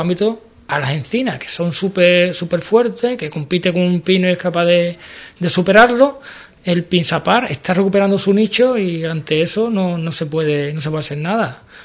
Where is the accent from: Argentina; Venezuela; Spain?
Spain; Seville, Andalusia; yo por ejemplo soy de Sevilla, y para mí cuando llego es lo que más me choca.